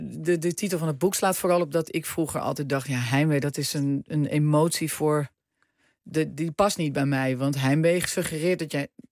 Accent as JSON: {"language": "Dutch", "town": "Heemstede", "region": "North Holland", "country": "Netherlands", "said": "ik kwam uit Heemstede. Ik woon op de Herenweg."}